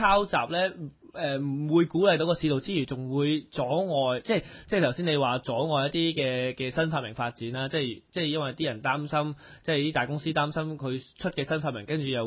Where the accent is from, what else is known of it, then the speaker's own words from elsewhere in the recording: Hong Kong; 即係所以我係香港人啦